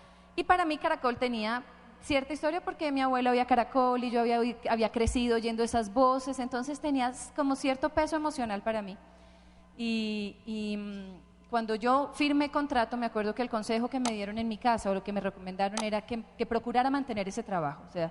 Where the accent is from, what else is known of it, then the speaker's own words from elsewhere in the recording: Bogotá, Colombia; yo soy de aquí de Bogotá.